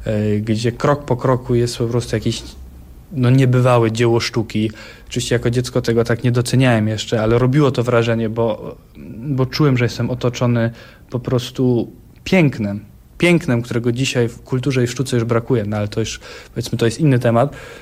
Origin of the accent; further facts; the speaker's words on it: Kraków, Lesser Poland, Poland; Ja mówię, no że z Krakowa.